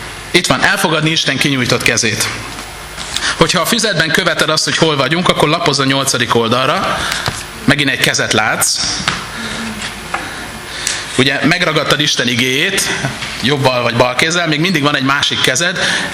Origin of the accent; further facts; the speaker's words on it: Budapest, Hungary; now in Vác, Hungary; Én echte budapesti angyalföldi gyerek vagyok, bocit képről láttam, de most Vácon élek